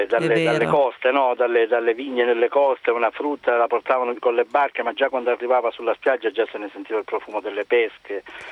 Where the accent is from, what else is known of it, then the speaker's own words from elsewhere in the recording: Calabria, Italy; now in Prato, Italy; vivo a Prato, ma sono originario della Calabria, quindi un vostro quasi conterraneo.